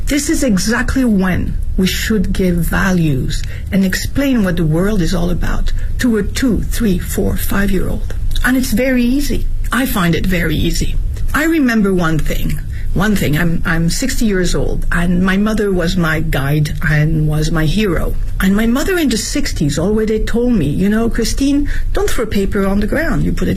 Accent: Nouvelle-Aquitaine, France; also born or lived in Paris; My mother was French. My dad is American. I was born in Paris and raised in the southwest of France, near Bordeaux.

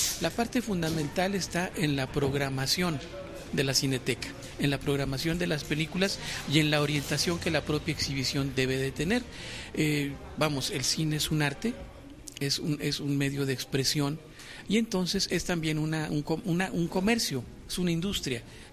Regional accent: Durango, Mexico; Bueno, yo soy de Durango primero, soy de la Sierra de Durango, y soy director de cine.

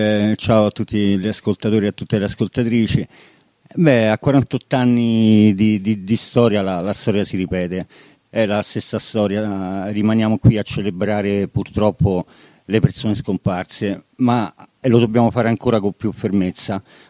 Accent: Rome, Lazio, Italy; born there; io sono nato a Pietralata, sono cresciuto con DNA di occupante, sono 40 anni che occupo e tutt'oggi sono un occupante di casa

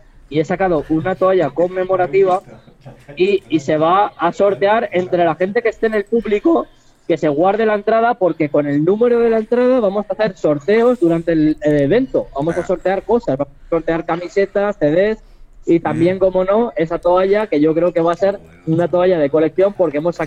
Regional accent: Valencia, Valencian Community, Spain; estuvieron tocando en mi tierra, estuvieron tocando en Valencia

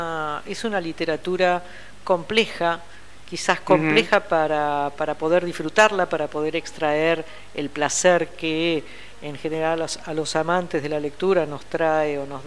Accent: Banfield, Buenos Aires Province, Argentina; also born or lived in Brussels; Crecí en Banfield, mira vos, de Bruselas a Buenos Aires, a Banfield, una población de las afueras de la ciudad de Buenos Aires, en una casa con un jardín, con gatos, perros, tortugas y papagayos, un paraíso.

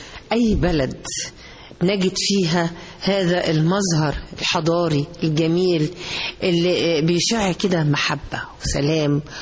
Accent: Egypt; إحنا المحبة كده ربنا سبحانه وتعالى مولودين بيها كلنا مع بعض كمصريين

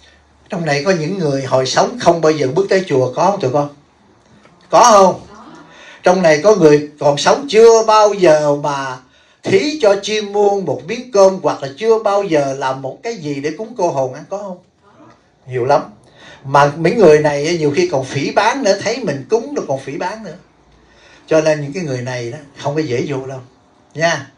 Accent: Bửu Hòa, Đồng Nai, Vietnam; Tại sao tôi rành tại chùa Long Thiền? Tôi là ở xã Bửu Hòa mà tôi cũng là dân Bửu Hòa đó quý vị.

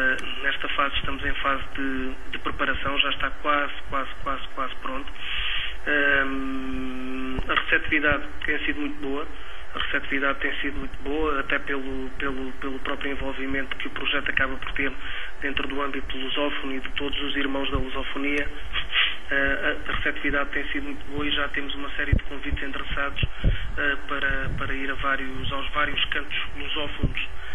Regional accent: Évora, Portugal; also born or lived in Lisbon; com L de Lisboa, que foi a cidade onde eu nasci, com o E de Évora, uma cidade que também me diz muito, que foi a cidade onde eu vivi alguns anos e cresci.

